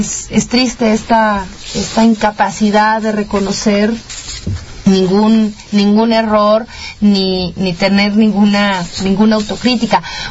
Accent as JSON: {"language": "Spanish", "country": "Mexico", "said": "nuestra vulnerabilidad como ciudadanos mexicanos"}